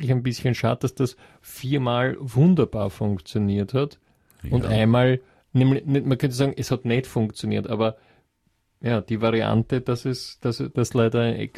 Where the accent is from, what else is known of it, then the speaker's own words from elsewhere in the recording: Austria; solche sieht man bei uns in Österreich sonst gar nicht so leicht